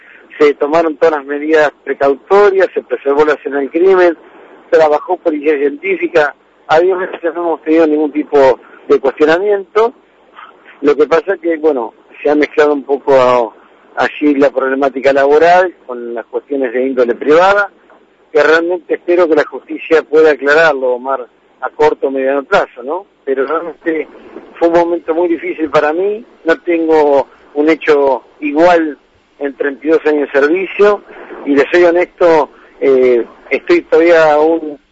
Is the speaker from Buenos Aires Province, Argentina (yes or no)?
yes; La Plata, Buenos Aires Province, Argentina; me había ido a mi ciudad natal, que es La Plata.